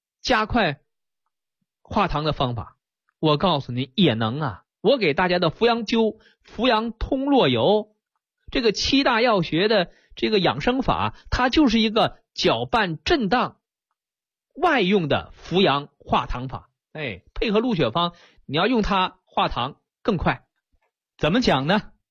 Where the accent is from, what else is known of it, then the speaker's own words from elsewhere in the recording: China; 我们中国人像我小的时候拌糖水，我用筷子，是不是一个道理？